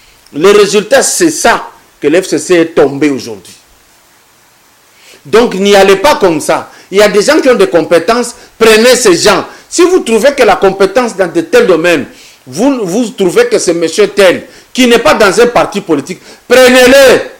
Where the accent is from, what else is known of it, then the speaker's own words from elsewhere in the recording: Katanga, DR Congo; ce que j'ai fait dans le domaine culturel depuis chez nous à Katanga jusqu'ici